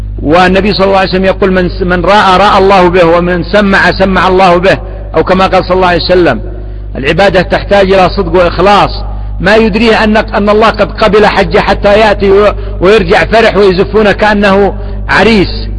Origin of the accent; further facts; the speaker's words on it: Yemen; عندنا في اليمن يستقبلونه بالرصاص وبالألعاب النارية